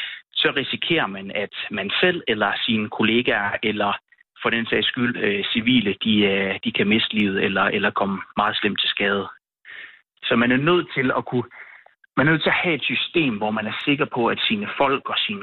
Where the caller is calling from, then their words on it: Aarhus, Central Denmark Region, Denmark; Jeg bor i Silkeborg og ringer fra Aarhus lige nu.